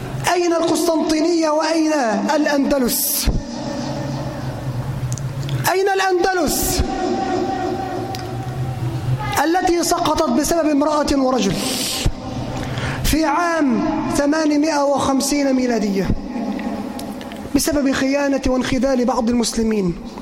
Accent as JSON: {"language": "Arabic", "country": "Egypt", "said": "اللهم اجعل بلدنا مصر أمنا أمانا، سخاء رخاء وسائر بلاد"}